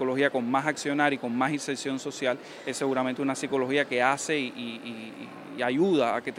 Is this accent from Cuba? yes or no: yes; Cuba; todo lo que hoy nos preocupa como cubanas, como cubanos